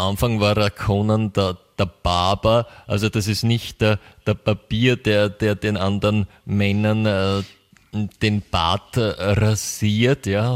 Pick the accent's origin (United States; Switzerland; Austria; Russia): United States; das kann sogar ich als Amerikaner